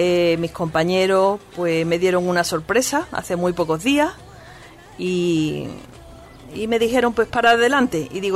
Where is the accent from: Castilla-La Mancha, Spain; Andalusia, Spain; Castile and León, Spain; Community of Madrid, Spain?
Andalusia, Spain; Málaga; soy flamenquita, yo soy malagueña.